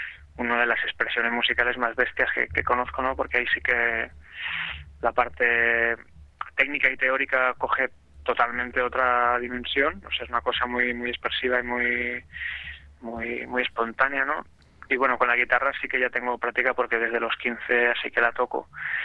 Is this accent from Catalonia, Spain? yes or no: yes; Catalonia, Spain; que soy un agricultor catalán